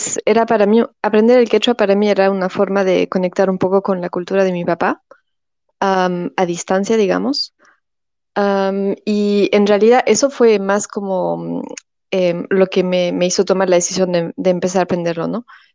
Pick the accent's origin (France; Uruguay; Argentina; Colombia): France; yo soy francesa de padre peruano. Crecí en Francia y bueno, aprendí el español y el francés en casa, pero nada de quechua. Y luego ya cuando empecé los estudios, tuve la oportunidad de empezar a aprender el quechua en Estados Unidos.